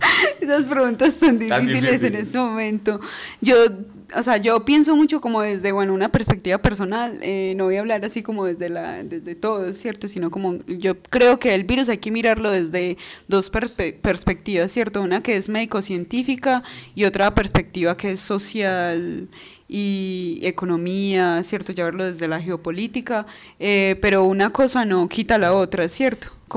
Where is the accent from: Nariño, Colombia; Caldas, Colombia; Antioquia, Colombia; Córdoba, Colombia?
Antioquia, Colombia; Amalfi; También pensé mucho, sobre todo en mi pueblo, en Amalfi, y en mi familia, y en las personas que están más alejadas de la ciudad